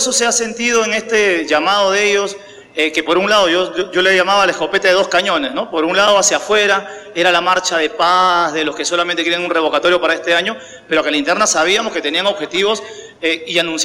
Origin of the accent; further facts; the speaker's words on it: Peru; Mi presidente, si le puedo llamar mi presidente, que le quiere dar consejos a todo el mundo, no se acuerda que la constitución por la cual está regida el Perú